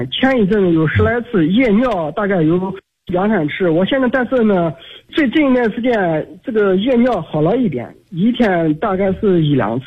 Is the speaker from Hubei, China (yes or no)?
no; Anhui, China; 今年48岁。